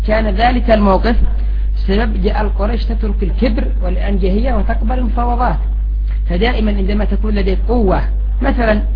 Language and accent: Arabic; Yemen; مثلا ما هي أسباب قيام 6 حروب عندنا في اليمن؟